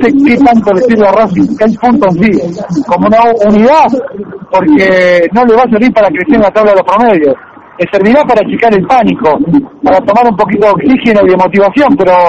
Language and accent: Spanish; Rosario, Santa Fe, Argentina; Sí, justamente, soy de Rosario